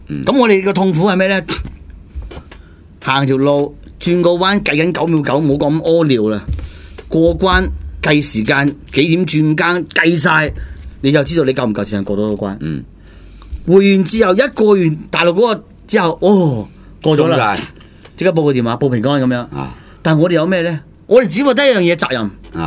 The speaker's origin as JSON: {"language": "Cantonese", "country": "China", "said": "我都認為我大陸人啊嘛。"}